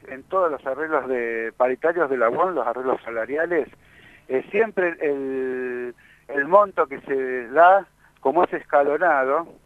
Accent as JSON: {"language": "Spanish", "town": "La Matanza", "region": "Buenos Aires Province", "country": "Argentina", "said": "Yo soy de La Matanza"}